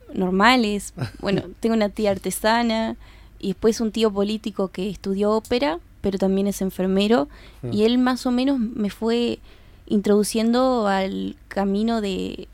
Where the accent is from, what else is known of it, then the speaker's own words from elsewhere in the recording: Montevideo, Uruguay; Sí, soy de Montevideo.